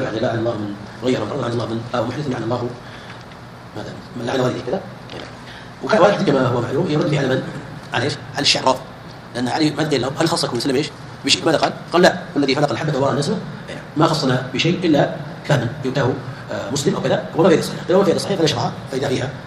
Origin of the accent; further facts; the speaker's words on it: India; Arabic is a second language; احنا نعرف القران يوصل اللي طلعوا عندنا في الهند